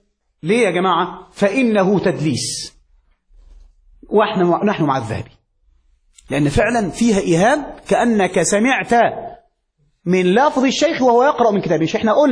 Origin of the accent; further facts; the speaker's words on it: Egypt; عندنا في مصر